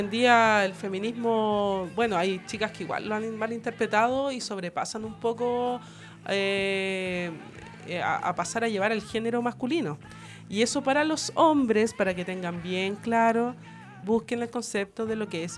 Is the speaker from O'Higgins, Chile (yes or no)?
yes; Graneros, O'Higgins, Chile; ya que soy de Graneros, y con el toque de queda no había locomoción